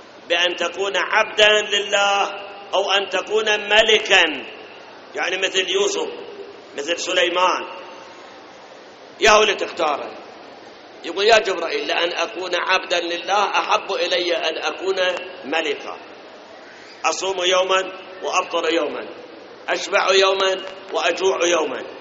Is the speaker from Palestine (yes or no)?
no; Iraq; الآن أي بنك من البنوك عندنا بالعراق وغير العراق ما يتعاطون بالربا؟